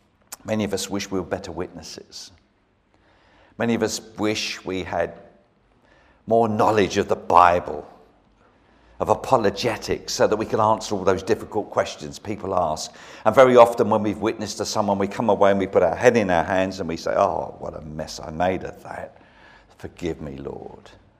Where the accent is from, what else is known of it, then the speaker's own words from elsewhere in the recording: London, United Kingdom; now in Brighton, United Kingdom; I was brought up in South London